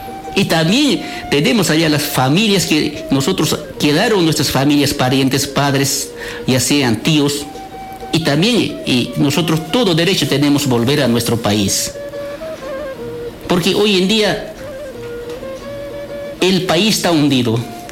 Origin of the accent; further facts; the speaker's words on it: Bolivia; queremos pobreza en Bolivia, nosotros queremos trabajo. Todos los bolivianos, nosotros queremos vivir como un boliviano